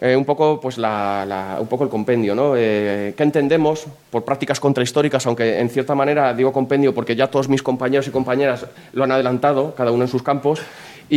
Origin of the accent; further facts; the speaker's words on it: Aranjuez, Community of Madrid, Spain; Yo, pues bueno, soy de Aranjuez